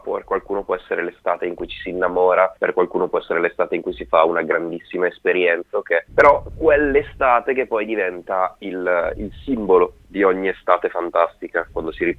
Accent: Bergamo, Lombardy, Italy; noi siamo pure di Bergamo.

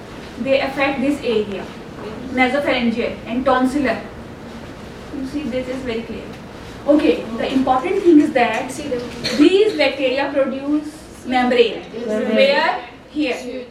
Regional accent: Pakistan; She was thinking maybe I am Irani, I can speak Arabic, but she does not know that I am Pakistani.

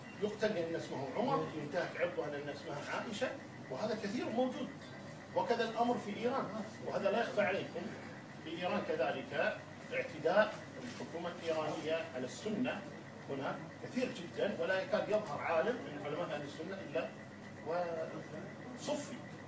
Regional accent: Kuwait; وما في اي مشكله كان عندنا في الكويت.

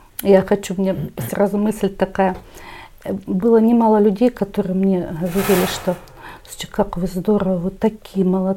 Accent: Donetsk, Donetsk Oblast, Ukraine; Но мы в лицо узнали друг друга, что мы из Донецка.

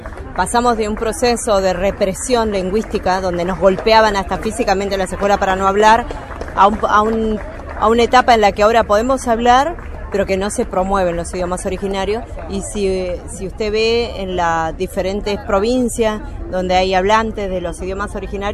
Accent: Corcovado, Chubut, Argentina; Vengo de la provincia de Chubut, soy mapuche y bueno, actualmente soy la coordinadora nacional de la primera marcha Mujeres Originarias por el Buen Vivir. Pertenezco a la comunidad mapuche Pillamahuiza en la zona de Esquel, a 100 kilómetros al sur de Esquel

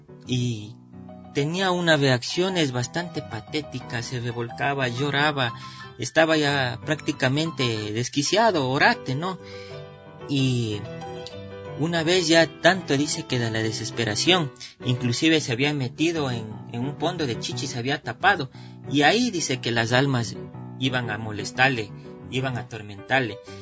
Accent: Cumbayá, Pichincha, Ecuador; si yo soy de Cumbayá y tengo esta oportunidad hoy de prepararme, ¿por qué no puedo aportar a mi parroquia, al lugar donde nací, al lugar donde son mis padres?

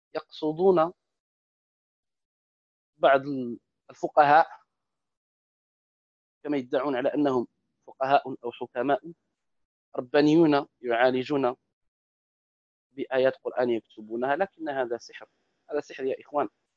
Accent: Morocco; وهو يسمى بالدارجة عندنا في المغرب بالتقاف

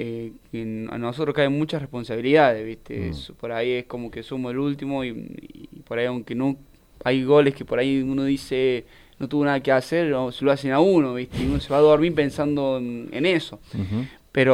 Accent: Arroyito, Córdoba, Argentina; Yo soy de Arroyito.

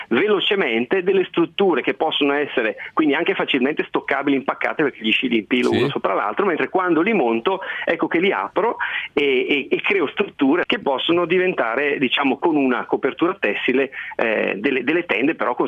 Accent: Lombardy, Italy; born there; sono nato in Valle Camonica e quindi li conosco bene.

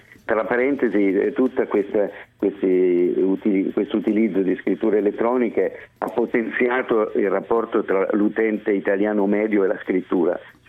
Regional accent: Florence, Tuscany, Italy; Sono di Firenze, tra l'altro.

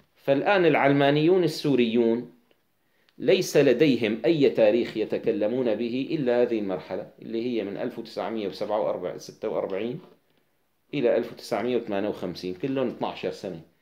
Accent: Damascus, Damascus Governorate, Syria; طيب أنا كدمشقي، البيروتي أقرب إلي من الحمصي، أقرب بكثير

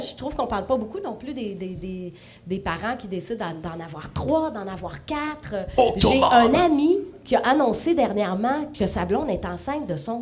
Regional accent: China; c'est pas le fait que je suis une Chinoise

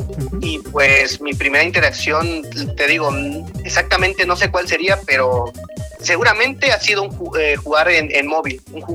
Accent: Oaxaca de Juárez, Oaxaca, Mexico; Y bueno, soy de Oaxaca de Juárez. Nací aquí y vivo aquí toda mi vida, he vivido acá.

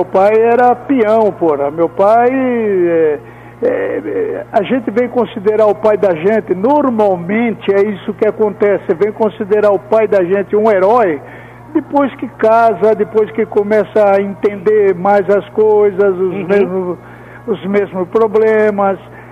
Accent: São Paulo, Brazil; meu pai era de São Paulo, Eu mesmo nasci no Brás, na rua Maria Joaquina. O meu pai era da cidade de Amparo, minha mãe nasceu no Canindé, nós éramos daqui mesmo.

